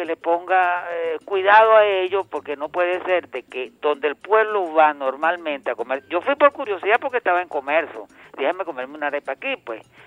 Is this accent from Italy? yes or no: yes; Italy; yo soy italiano.